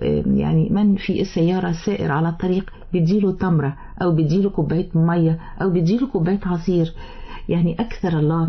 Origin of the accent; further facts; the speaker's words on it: Egypt; كما كان معروف عنا كمصريين الشهامة والجدعنة